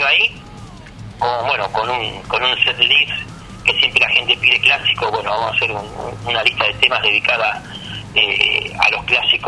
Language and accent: Spanish; Loma Mirador, Buenos Aires Province, Argentina; Yo soy de Loma Mirador, partido de La Matanza.